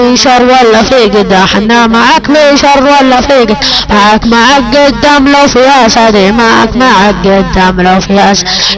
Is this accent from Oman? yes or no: no; Saudi Arabia; وانا سعودي ولد الملك سلمان.